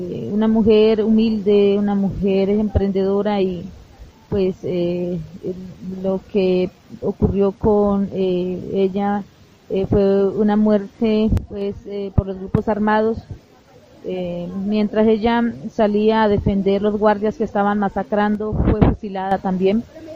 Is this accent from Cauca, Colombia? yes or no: yes; Toribío, Cauca, Colombia; vengo desde Colombia, del municipio de Toribío. Pertenezco al proyecto NASA, es el plan de vida de la comunidad indígena de nuestro territorio.